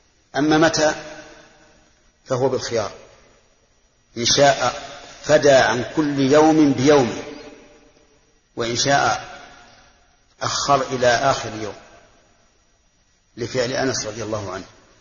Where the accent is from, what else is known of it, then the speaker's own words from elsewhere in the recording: Al-Qassim, Saudi Arabia; خمس الصاع الحال عندنا في القصيم